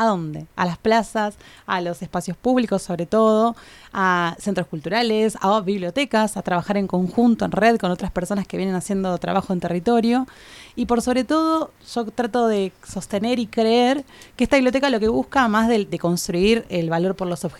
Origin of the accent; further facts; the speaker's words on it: Buenos Aires, Argentina; Yo soy maestra, era maestra de jardín del nivel inicial, allá en Buenos Aires, de donde vengo.